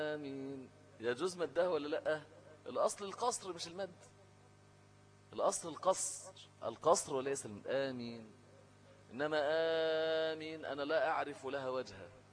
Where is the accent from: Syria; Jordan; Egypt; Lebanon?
Egypt; لان المشهور عندنا في مصر ايه، حفص مش ورش